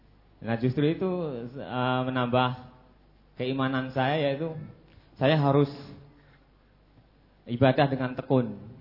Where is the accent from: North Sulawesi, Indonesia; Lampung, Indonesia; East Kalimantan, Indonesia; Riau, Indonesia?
Lampung, Indonesia; Saya dari Lampung, Pak Ustaz.